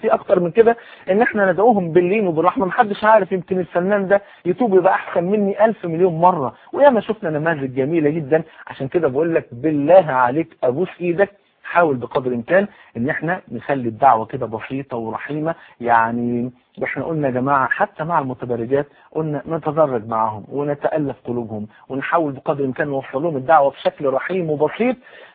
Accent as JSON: {"language": "Arabic", "country": "Egypt", "said": "في يوم من الايام احد رؤساء الجامعات عندنا في مصر منع دخول اي واحده لا منتقده ولا محجبه"}